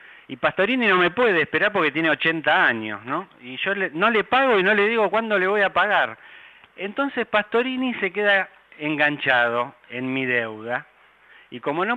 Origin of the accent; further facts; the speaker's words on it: Argentina; Ahora, como argentinos tenemos que hacernos cargo